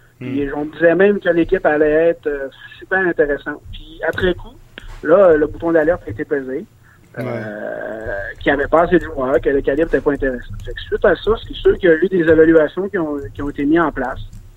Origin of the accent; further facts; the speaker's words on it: Saguenay, Quebec, Canada; moi, je viens du Saguenay, dans le haut du lac, ils ont une autre réalité aussi des distances.